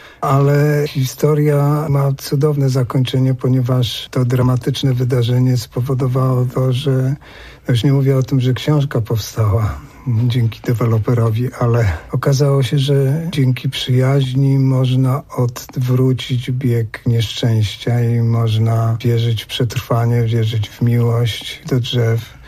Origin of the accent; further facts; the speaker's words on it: Warsaw, Masovian Voivodeship, Poland; cegieł z getta odzyskanych, jak zresztą cały Muranów. Ja się wychowywałem w tym miejscu.